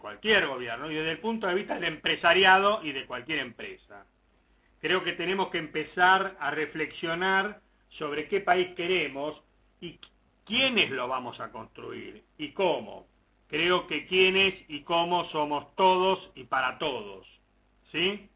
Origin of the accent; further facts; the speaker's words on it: Argentina; tenemos que terminar con que, como somos argentinos, nada podemos hacer bien.